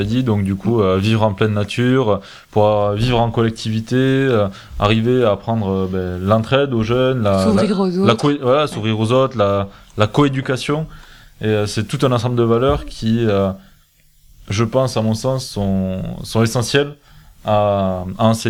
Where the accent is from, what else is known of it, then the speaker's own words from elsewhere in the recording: Nouvelle-Aquitaine, France; Alors, ça doit pas s'entendre. Au micro, je sais pas. En fait, je suis originaire du Lot-et-Garonne.